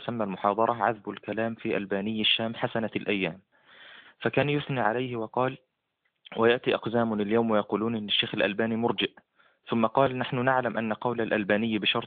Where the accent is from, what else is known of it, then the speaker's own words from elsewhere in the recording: Egypt; أنا من مصر